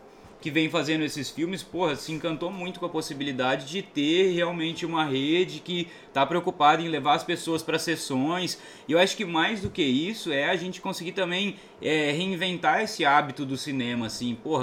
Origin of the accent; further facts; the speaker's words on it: Cuiabá, Mato Grosso, Brazil; eu venho lá de Cuiabá, lá em Cuiabá eu só tenho sala de cinema em shopping